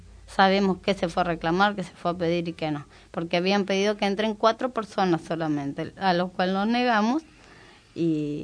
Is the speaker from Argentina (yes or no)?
yes; González Catán, Buenos Aires Province, Argentina; now in Moreno, Argentina; porque me crié en La Matanza, soy de González Catán, hace 4 años nada más que estoy acá en Moreno